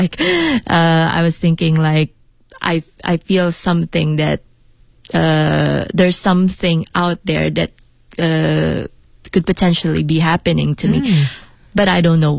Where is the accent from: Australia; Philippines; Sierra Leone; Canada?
Philippines; now in Beijing, China; I'm an artist from the Philippines. And yes, I'm here in Beijing to promote my my show. But actually, I've been living here for like 4 years now.